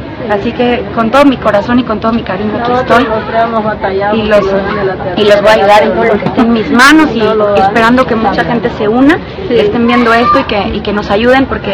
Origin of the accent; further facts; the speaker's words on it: Mexico; sino como una ciudadana, como una mexicana preocupada